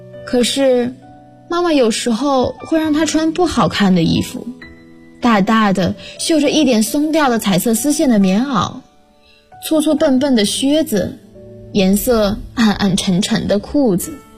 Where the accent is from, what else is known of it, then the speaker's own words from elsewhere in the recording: Huanggang, Hubei, China; now in Nanjing, China; 来自湖北黄冈，我在南京大学，距离我的家乡600公里。